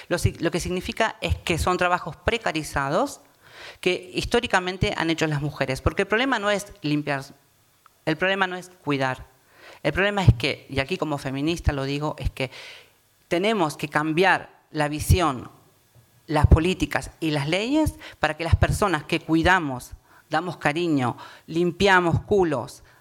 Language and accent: Spanish; Argentina; now in Spain; yo tengo doble nacionalidad, soy argentina, española. Ahora migro como española a Europa porque hay más dinero. ¿Qué voy a hacer aquí? En un tiempo migré de Argentina para aquí porque había más dinero aquí.